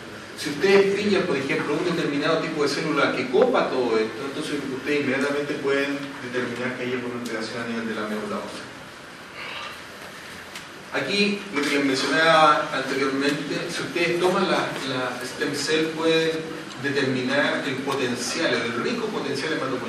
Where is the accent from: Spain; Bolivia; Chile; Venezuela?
Chile; no, yo soy chileno, ¿cómo voy a estar desmayando aquí?